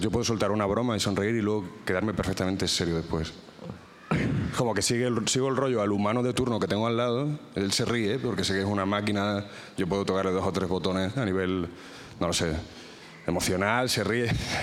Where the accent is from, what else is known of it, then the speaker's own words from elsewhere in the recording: Extremadura, Spain; Yo, por ejemplo, yo soy extremeño, yo soy de un pueblo de Badajoz.